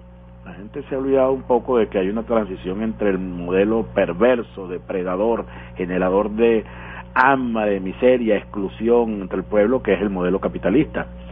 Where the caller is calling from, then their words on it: Las Tunitas, Vargas, Venezuela; de Las Tunitas, Estado Vargas.